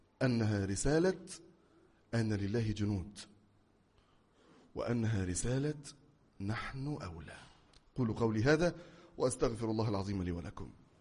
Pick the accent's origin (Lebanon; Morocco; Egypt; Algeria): Egypt; أنا أقدر أننا كمصريين لم نرى ذلك بأعيننا في بلادنا قط